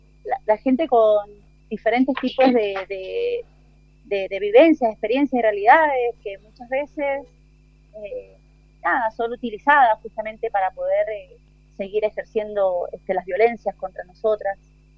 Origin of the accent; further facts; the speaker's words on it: Argentina; born there; estamos las hermanas que nacimos en Argentina y que tenemos este gran arraigo por nuestra identidad boliviana